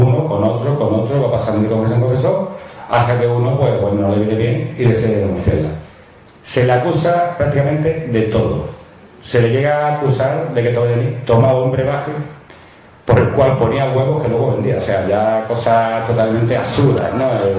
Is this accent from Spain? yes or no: yes; Moncayo, Aragon, Spain; Yo soy de Moncayo, Moncayo está en Zaragoza.